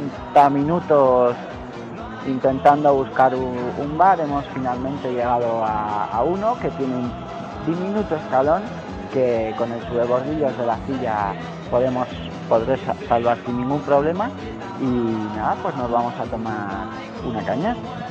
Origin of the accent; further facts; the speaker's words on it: Spain; nosotros como buenos españoles queremos una caña